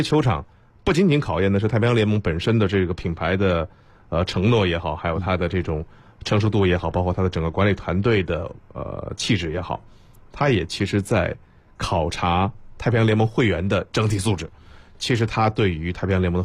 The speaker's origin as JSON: {"language": "Chinese", "country": "China"}